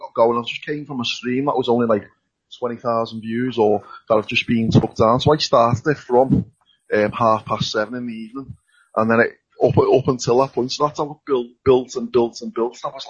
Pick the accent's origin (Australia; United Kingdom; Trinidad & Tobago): United Kingdom; Liverpool, North West England; I know I'm from Liverpool myself